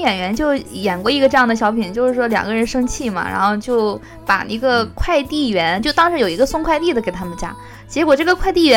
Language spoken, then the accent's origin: Chinese; Shandong, China; 但明明我是一个山东人。